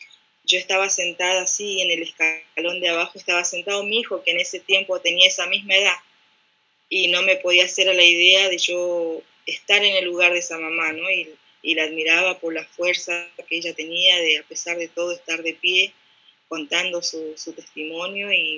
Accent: Orán, Salta, Argentina; now in General Pico, Argentina; yo soy de nacida y criada en Orán, Salta, que es bien al norte de la Argentina. Hoy estoy viviendo en La Pampa, en General Pico, que vendría a ser como el centro de la Argentina

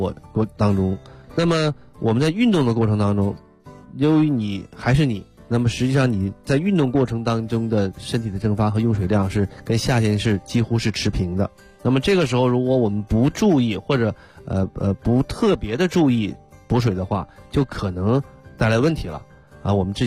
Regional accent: China

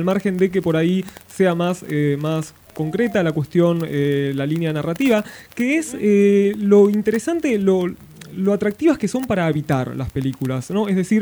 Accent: La Plata, Buenos Aires Province, Argentina; digo yo que soy de acá de La Plata

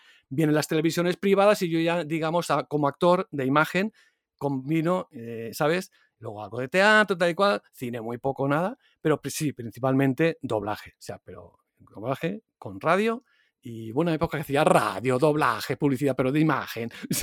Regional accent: Barcelona, Catalonia, Spain; pero yo soy de Barcelona

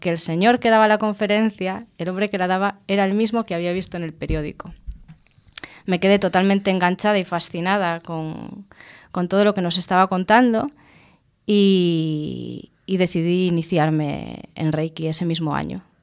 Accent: Vigo, Galicia, Spain; Pero yo en mi ciudad, que soy de Vigo, no conocía a nadie que hiciese esta terapia.

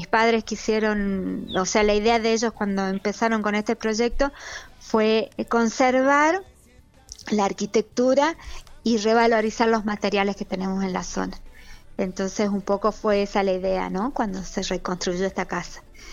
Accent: Salta, Argentina; also born or lived in Cafayate; Nacida en la ciudad de Salta y cuando yo nací vivíamos acá en La Palla. Después hemos vivido en Cafayate un tiempo, en Salta, viniendo acá en las vacaciones. Así que circulando siempre entre Salta y el Valle.

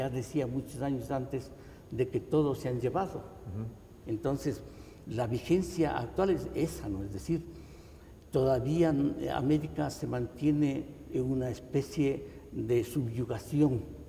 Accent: Ecuador; que nosotros como ecuatorianos, como americanos, nos empapemos del valor de nuestros ancestros

